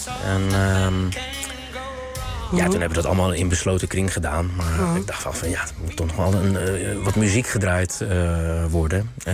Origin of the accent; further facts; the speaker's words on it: South Korea; Dutch is a second language; Ja, ik als Koreaan moet dat ook niet doen.